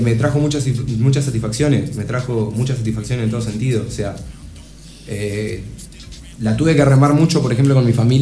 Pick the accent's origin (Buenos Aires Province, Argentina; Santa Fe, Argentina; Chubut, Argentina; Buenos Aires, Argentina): Santa Fe, Argentina; Rafaela; Desde Rafaela directo, representando la ciudad, la zona, en lo posible. Siempre digo que soy de Santa Fe cuando voy a pintar afuera